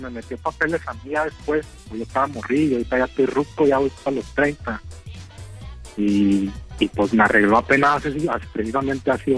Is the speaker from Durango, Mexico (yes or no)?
yes; Durango, Mexico; yo soy allá de Durango, el mero duranguito.